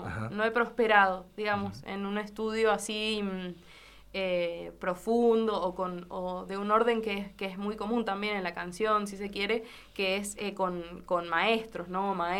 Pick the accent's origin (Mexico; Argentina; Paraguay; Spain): Argentina; Tunuyán, Mendoza; yo soy de Tunuyán y una manera de insertarme en la música fue tocar lo que hacía falta